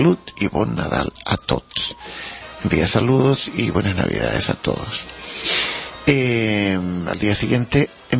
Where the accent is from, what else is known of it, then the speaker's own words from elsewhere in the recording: Catalonia, Spain; yo mismo me considero como músico catalán porque he crecido en esta ciudad